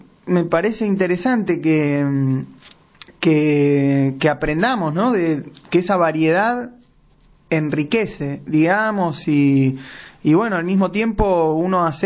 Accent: Argentina; un poco como somos los argentinos, ¿no?

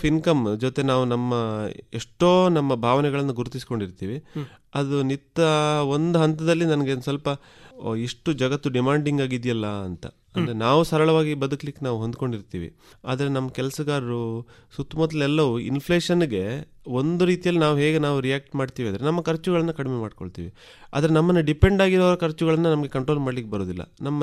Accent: Karnataka, India; ನಾನು ಕೃಷಿ ಭೂಮಿಯಲ್ಲೇ ಹುಟ್ಟಿ ಬೆಳೆದವನು. ನಮ್ಮ ದಕ್ಷಿಣ ಕನ್ನಡದಲ್ಲಿ ನಿಮ್ಗೆ ಗೊತ್ತಿರೋ ಹಾಗೆ ನಾವು ಕೃಷಿ ಭೂಮಿಯಲ್ಲೇ ನೆಲೆಸಿರ್ತೀವಲ್ಲ

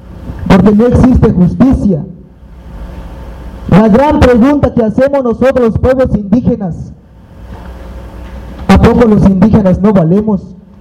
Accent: El Bosque, Chiapas, Mexico; Vengo del pueblo del Bosque

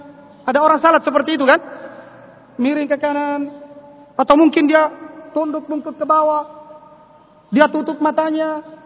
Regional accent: Kajang, South Sulawesi, Indonesia; Kalau di kampung saya di Kajang, di Bulukumba daerah Kajang sana, itu khusyuknya seperti itu, ya.

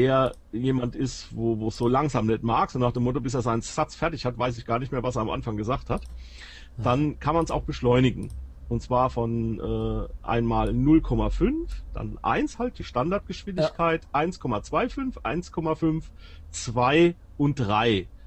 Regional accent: Germany; ich bin ein Deutscher und ich möchte es gerne in Deutsch haben.

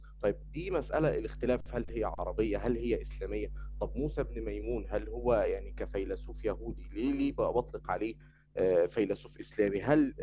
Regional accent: Egypt; من مصر وطالب في أو يعني اتخرجت من كلية اقتصاد وعلوم سياسية جامعة القاهرة.

